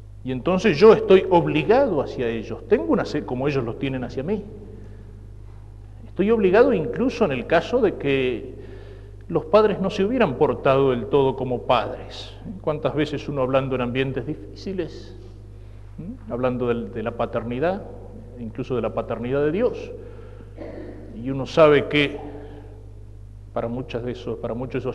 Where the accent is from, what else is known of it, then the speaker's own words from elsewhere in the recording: Argentina; Pero yo no podría dejar de pensar y de sentir como un argentino. No lo puedo cambiar.